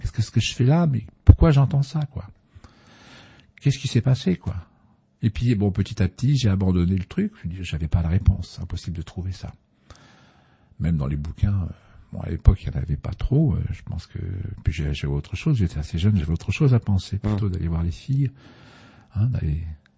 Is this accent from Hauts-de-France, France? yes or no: yes; Boulogne-sur-Mer, Hauts-de-France, France; je suis né à Boulogne-sur-Mer dans le Pas-de-Calais, il y a un peu plus de 62 ans maintenant. J'ai vécu là-bas, dans ce monde, dans ce nord, pardon, dans ce beau pays quand même